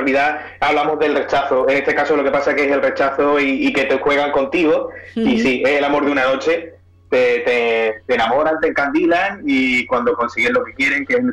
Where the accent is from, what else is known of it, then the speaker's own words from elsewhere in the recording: Seville, Andalusia, Spain; Somos de Sevilla, Sevilla capital, y bueno, hace muchísimos años que estamos aquí